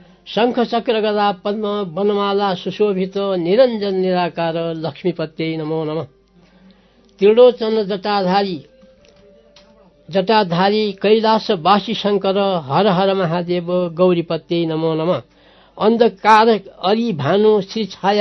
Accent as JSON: {"language": "Nepali", "town": "Dang", "region": "Lumbini Province", "country": "Nepal", "tie": "born or raised there", "also_born_or_lived": "Salyan", "said": "पहिले हामीले तिम्रो घर कहाँ हो भनेर कसैले सोध्यो भने दाङ सल्यान भन्थ्यौँ, किनभने हामी 6 महिना दाङमा बस्ने, 6 महिना सल्यानमा बस्ने"}